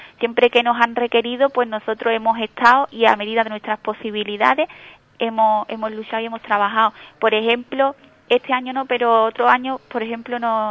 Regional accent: Ubrique, Andalusia, Spain; nosotros que también pertenecemos a la localidad, que somos ciudadanos de Ubrique

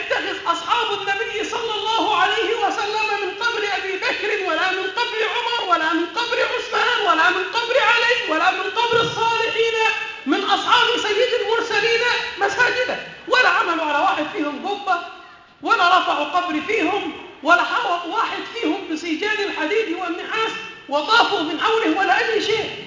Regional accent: Aswan, Aswan Governorate, Egypt; الضريح ده بقدرة قادر تحول عندنا في أسوان

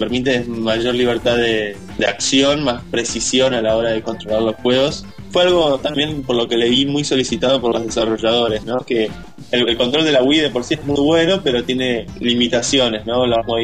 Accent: Argentina; Y sí, somos los únicos de Argentina, así que venimos así con algo.

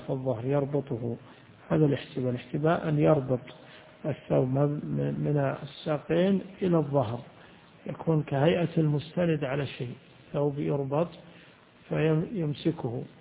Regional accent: Najd, Saudi Arabia; يعني بعض الناس إلى عهد قريب عندنا في نجد يدخلون دورات المياه

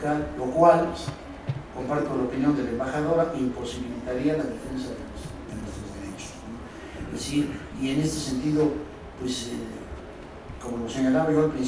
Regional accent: Mexico; que en lo personal como mexicano me preocupa mucho

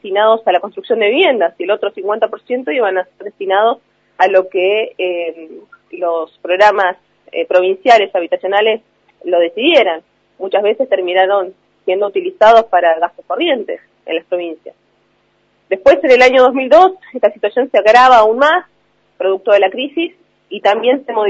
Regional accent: Río Negro, Argentina; Esta situación se repite en toda la provincia. Yo soy del Alto Valle

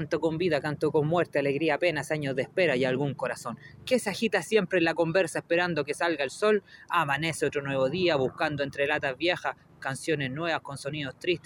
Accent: Valparaíso, Chile; now in Maule, Chile; soy oriundo del Valle de la Aconcagua, ahora ando vacilando por aquí por Maule

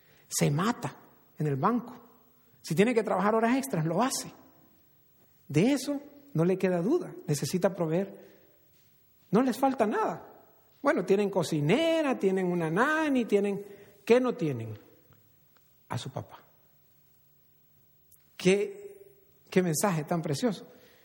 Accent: El Salvador; yo crecí en El Salvador, como muchos saben

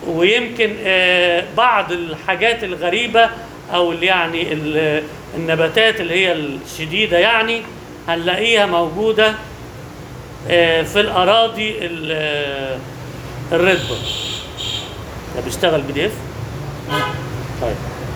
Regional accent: Egypt; بس هنوريك أنواع طبعا مش موجودة عندنا في مصر أبدا،

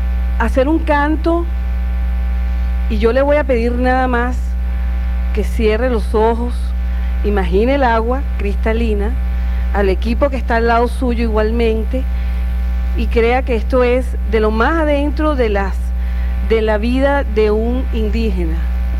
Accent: Bolívar, Venezuela; todo el mundo cree en su zona por haber nacido en su lugar. Yo soy de la Gran Sabana, señor presidente.

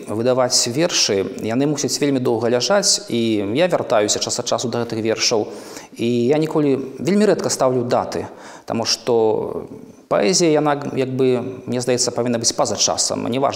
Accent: Grodno, Grodno Region, Belarus; Гародня дала мне крылы, і Гародня да гэтага часу натхняе.

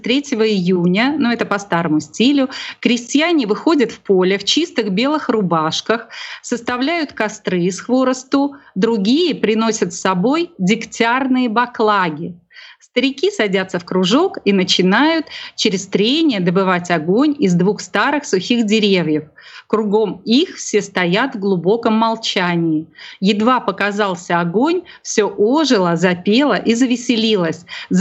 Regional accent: Pskov Oblast, Russia; born there; Я родилась в Псковской области на севере, да, и у нас там тоже отмечали День Купала

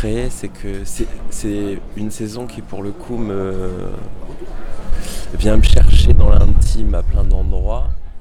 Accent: Corsica, France; Parce que ben, chez nous en Corse, il y en a plein.

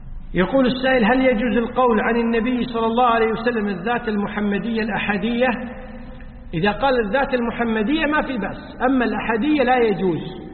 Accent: Kuwait; يعني يسموه حنا عندنا بالكويت يسمون دسوس، بالعربية القفازات.

